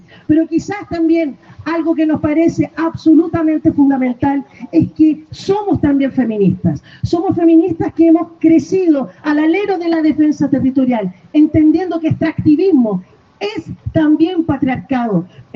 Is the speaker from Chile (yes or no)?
yes; Chile; Sabrán que Chile, así como otro espacio, tenemos una crisis hídrica